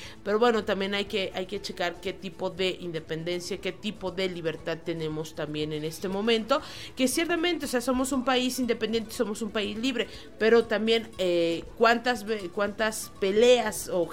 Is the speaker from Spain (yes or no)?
no; Mexico; forman parte de nuestra historia como mexicanos.